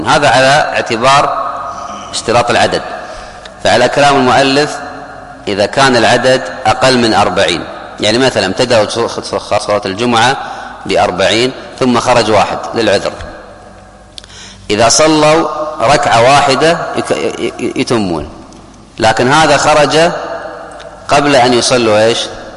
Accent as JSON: {"language": "Arabic", "country": "Kuwait", "said": "حتى عندنا في الكويت في قبل 30-40 سنة اللي أذكر"}